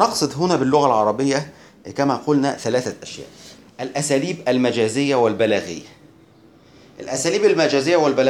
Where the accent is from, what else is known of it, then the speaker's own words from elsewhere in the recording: Egypt; طيب عندنا في مصر مثلا يقولون أن الشخص نائم في سابع نومة